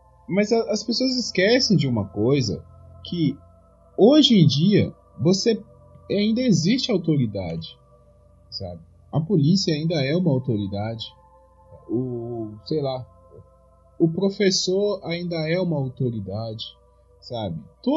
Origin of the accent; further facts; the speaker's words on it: Minas Gerais, Brazil; eu sou do interior de Minas Gerais, a minha família é toda de roça, né, e meus avós nasceram numa época que existia um coronelismo muito forte, né?